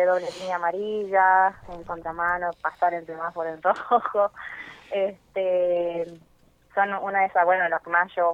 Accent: Salta, Argentina; now in Neuquén, Argentina; yo soy nacida en Salta, soy salteña, bueno, ahora hace ya va a ser 3 años que estoy acá en Neuquén.

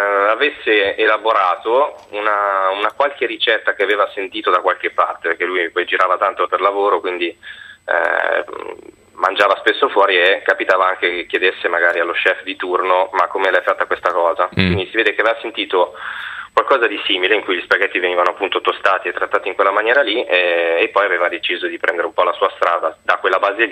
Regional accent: Milan, Lombardy, Italy; Sì, sono di Milano.

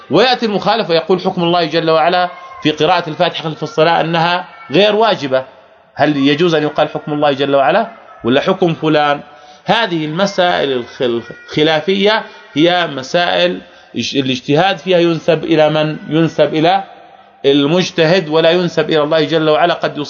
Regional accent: Jordan; ولذلك عندنا يعني عوام عندنا في الأردن

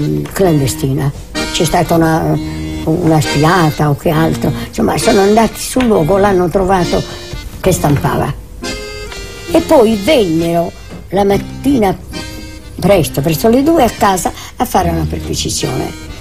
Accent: Rome, Lazio, Italy; born there; Io vengo da una famiglia sarda, e però sono stranamente l'unica figlia nata a Roma. Sono nata a Roma nel 1912, 27 marzo 1912.

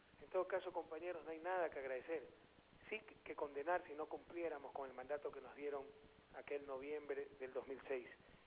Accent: Guayaquil, Guayas, Ecuador; Y de noche llegamos de nuevo a Guayaquil y hemos pasado toda la semana en mi ciudad natal con motivo de sus fiestas

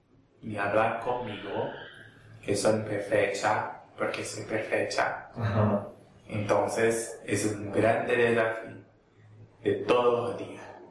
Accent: Málaga, Andalusia, Spain; Portuguese is a second language; Sou da Espanha, Málaga.

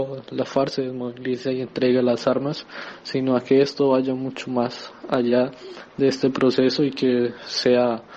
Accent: Colombia; la gran expectativa que tenemos como movimiento social y también como colombiano

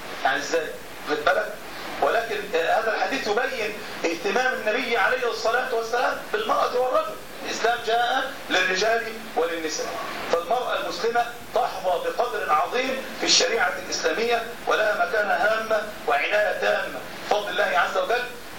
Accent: Egypt; مصري ومصر لها شأن وفضل، واحنا بنفخر ان احنا مصريين

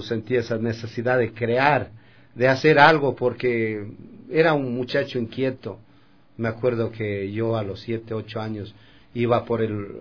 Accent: Coyacoto, Pichincha, Ecuador; yo soy originario de Coyacoto, es un pueblo que está cerca de Quito. Bueno, es un sitio donde nací, es un pueblo donde los pueblos quitucaras se asentaron en este sitio.

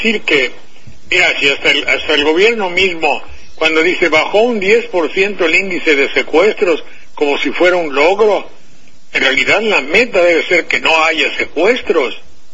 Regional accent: Banderilla, Veracruz, Mexico; debo decir que la delincuencia de mi región en Jalapa, la de mi pueblo Banderilla, pues era es grave desde luego la extorsión

